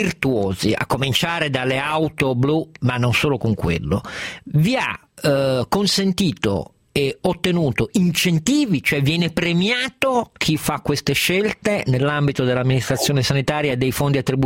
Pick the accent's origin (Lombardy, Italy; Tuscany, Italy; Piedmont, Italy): Piedmont, Italy; da piemontese purtroppo non mi è neanche piaciuto come è andato